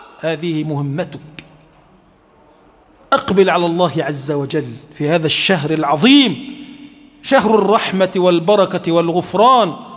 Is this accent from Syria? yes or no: no; Egypt; اللهم اجعل بلدنا مصر بلدا آمنا مطمئنا سخاء رخاء